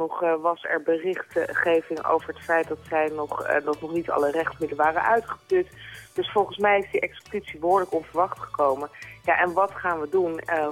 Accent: Netherlands; Ja, op ons als Nederlanders bedoel je?

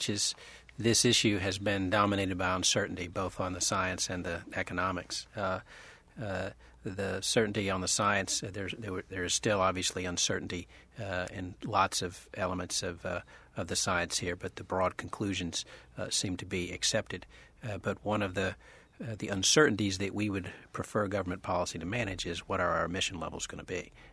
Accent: Louisiana, United States; I grew up in South Louisiana. We're seeing that happen all the time.

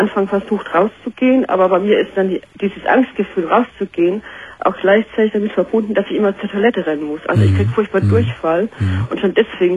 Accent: Heidelberg, Baden-Württemberg, Germany; now in Kiel, Germany; Ich komme aus Heidelberg ursprünglich, habe meinen jetzigen Mann in der Kur kennengelernt und bin dann hier hoch nach Kiel gezogen.

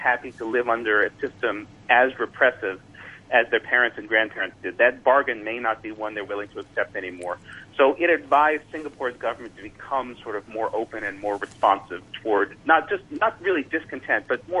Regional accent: United States; I was raised in the United States. I have no religion.

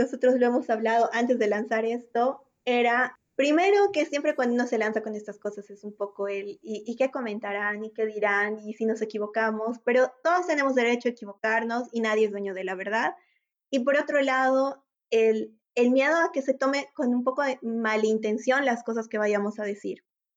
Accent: Bolivia; nuevas soluciones para problemas que nos afectan a todos como bolivianos.

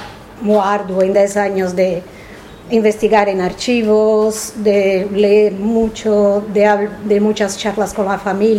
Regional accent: Brazil; Spanish is a second language; la guerra civil española en mi país, en Brasil, es muy... es un fenómeno de resistencia anarquista, es muy estudiada

